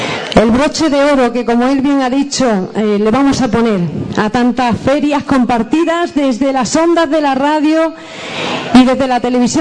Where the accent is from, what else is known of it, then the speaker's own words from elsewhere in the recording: Ubrique, Andalusia, Spain; He de confesarles que acogí con muchísimo, mucho miedo pregonar las fiestas de mi pueblo, porque es un honor, un gran honor que no esperaba recibir en mi vida.